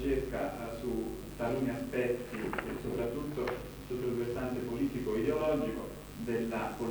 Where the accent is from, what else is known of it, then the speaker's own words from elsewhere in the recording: Naples, Campania, Italy; vengo da Napoli